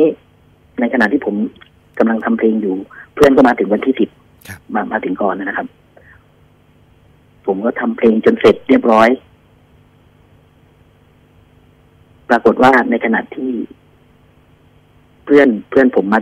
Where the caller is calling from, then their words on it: Bangkok, Thailand; ผมโทรจากกรุงเทพครับ